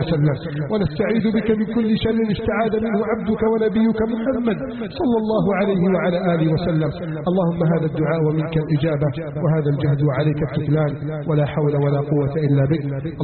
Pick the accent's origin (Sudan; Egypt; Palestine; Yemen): Egypt; اللهم احفظ بلدنا مصر من كيد الكائدين